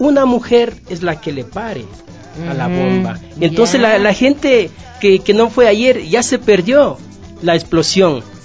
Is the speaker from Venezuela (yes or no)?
no; Carpuela, Imbabura, Ecuador; yo soy de Imbabura, Valle del Chota, Carpuela. Ese es mi pueblo.